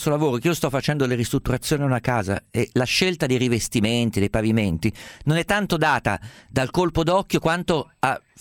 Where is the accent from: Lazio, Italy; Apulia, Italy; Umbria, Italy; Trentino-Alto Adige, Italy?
Umbria, Italy; Guarda, io sono umbro, ero abituato a mangiare l'aglio a pezzi strofinato sulla bruschetta.